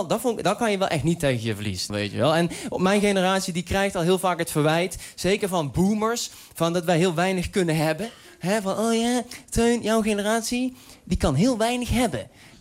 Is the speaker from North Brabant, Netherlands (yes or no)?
yes; Uden, North Brabant, Netherlands; En het ding is, ik kom uit Uden.